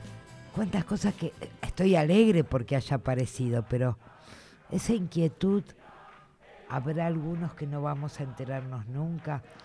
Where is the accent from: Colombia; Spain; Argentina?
Argentina; Es feo no pensar esto siendo argentina, pero, o sea...